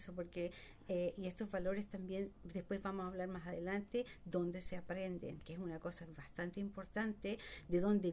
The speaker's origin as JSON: {"language": "Spanish", "country": "Chile", "moved": "yes", "said": "Originalmente yo soy de Chile. Vine acá hace como 20 años, 25 años."}